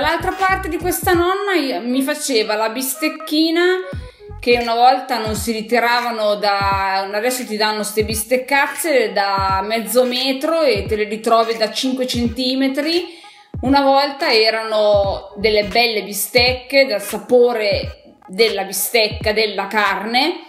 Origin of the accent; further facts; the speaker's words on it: Piedmont, Italy; io sono piemontese, Alto Piemonte, quasi vicina, cioè vicina alla Valle d'Aosta, vicina alla Svizzera, dove i miei bisnonni erano pastori